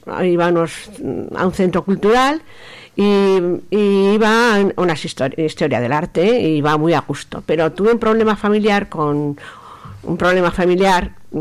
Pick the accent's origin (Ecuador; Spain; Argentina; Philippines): Spain; Aragon; Yo soy maña de los pies a la cabeza